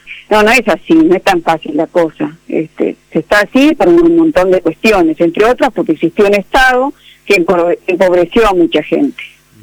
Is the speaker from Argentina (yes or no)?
yes; Argentina; colegas bolivianos y bolivianas que me decían, pero vos parece que no sos argentina, porque no hablas como porteño. Y no, bueno, Argentina es más grande que Buenos Aires y que el puerto.